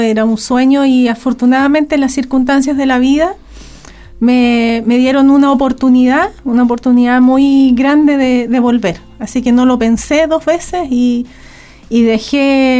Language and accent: Spanish; Santiago, Santiago Metropolitan Region, Chile; also born or lived in Valdivia; la familia se trasladó a Santiago. Estuvimos 28 años allá. Así que yo... nacida en Valdivia, pero criada en Santiago, en el sentido de que hice todos mis estudios allá y estudié Derecho en la Universidad de Chile.